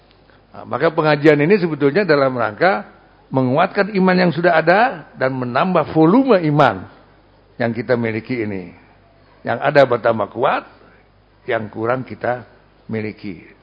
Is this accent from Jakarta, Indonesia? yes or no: yes; Jakarta, Indonesia; Bukan orang Betawi ya, saya Betawi.